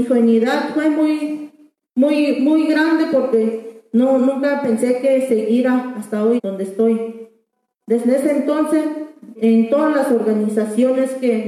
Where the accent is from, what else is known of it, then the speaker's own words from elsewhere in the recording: Mexico; Spanish is a second language; En mi pueblo, en todo aquí en México, toqué yo puerta porque nunca me creyeron y siempre me negaban.